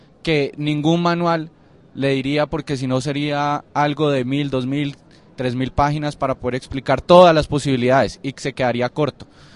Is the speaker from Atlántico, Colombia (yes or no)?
no; Cali, Valle del Cauca, Colombia; now in Bogotá, Colombia; yo vivo aquí en Bogotá y soy de Cali.